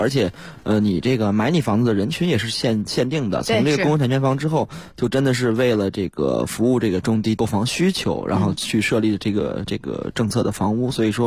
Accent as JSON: {"language": "Chinese", "region": "Beijing", "country": "China", "tie": "born or raised there", "said": "你像比如说西边，我个人是比较熟悉的，因为我就从小在西边长大嘛"}